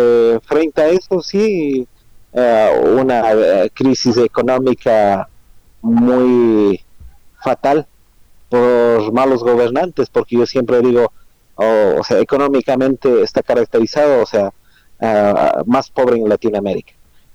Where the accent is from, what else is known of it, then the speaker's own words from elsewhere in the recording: Pujilí, Cotopaxi, Ecuador; yo vengo de la provincia de Cotopaxi, Cantón Pujilí, parroquia Huangaje, usted ya lo mencionó. Es una población casi 100% indígena.